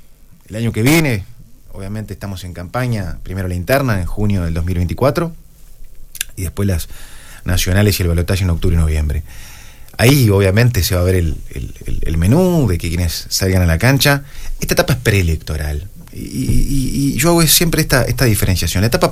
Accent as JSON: {"language": "Spanish", "region": "Maldonado", "country": "Uruguay", "tie": "born or raised there", "said": "de poder servir a mi pueblo, servir a Maldonado"}